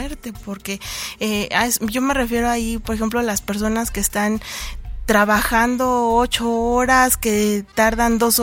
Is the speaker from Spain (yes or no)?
no; Cuautepec, Mexico; Cuautepec, mi pueblo, porque a mí me gusta muchísimo leer